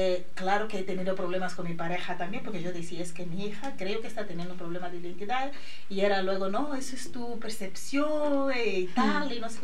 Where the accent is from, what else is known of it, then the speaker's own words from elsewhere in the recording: Angola; now in Spain; la sanidad en España, que puede tener sus pros y contras, pero para mí siempre es mejor que la de mi país, Angola, ¿vale? Entonces tener a mi hija aquí aparte fue un poco un shock, porque me hubiera gustado tener en mi tierra, con mi familia